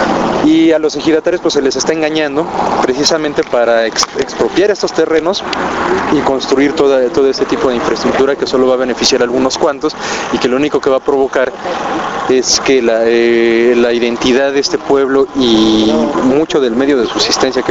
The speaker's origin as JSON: {"language": "Spanish", "country": "Mexico", "said": "parte de nuestra historia, parte de nuestra identidad, porque es la otra mitad que nos constituye como mexicanos, ¿no?"}